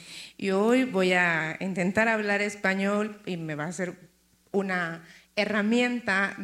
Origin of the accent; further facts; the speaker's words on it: Haiti; first language Haitian Creole; Spanish is a second language; vengo de Haití.